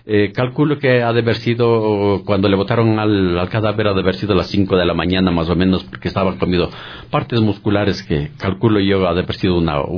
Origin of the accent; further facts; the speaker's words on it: Pablo Arenas, Imbabura, Ecuador; moved away as an adult; now in Quito, Ecuador; yo vine de la provincia de Imbabura, de un pueblito que se llama Pablo Arenas. Vine a la edad de unos 23, 24 años en busca de trabajo, porque fui criado en la agricultura. Y vine en busca de trabajo acá en la ciudad de Quito.